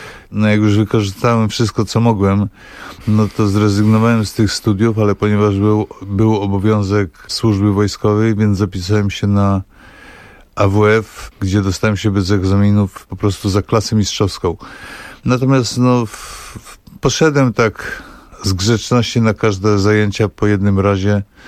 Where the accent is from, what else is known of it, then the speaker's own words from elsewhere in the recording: Bystrzyca Kłodzka, Lower Silesian Voivodeship, Poland; moved away as an adult; also born or lived in Wrocław; now in Warsaw, Poland; ja jestem z Dolnego Śląska, to znaczy urodziłem się we Wrocławiu, natomiast przyznaję się do Bystrzycy Kłodzkiej, bo tam właściwie no, spędziłem wczesną młodość i właściwie no, też kończyłem szkołę podstawową i później ogólniak. I dopiero w 1986 roku przeprowadziłem się do Warszawy ze względu na studia.